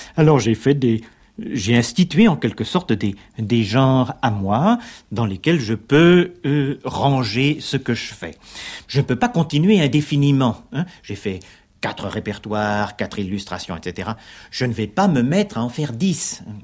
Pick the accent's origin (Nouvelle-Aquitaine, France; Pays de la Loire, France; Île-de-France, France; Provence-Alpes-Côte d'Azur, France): Île-de-France, France; Paris; also born or lived in Lille; Mais voilà, je suis né dans le Nord, Mais c'est en effet par accident, et j'ai quitté le nord, c'est-à-dire très précisément la banlieue de Lille, quand j'avais l'âge de 3 ans pour venir à Paris. C'est-à-dire je suis un Parisien caractéristique.